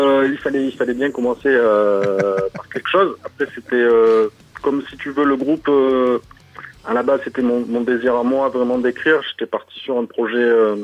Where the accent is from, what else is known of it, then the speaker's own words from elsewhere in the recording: Marseille, Provence-Alpes-Côte d'Azur, France; quand on vient de pas de Paris et de Marseille, donc à l'opposé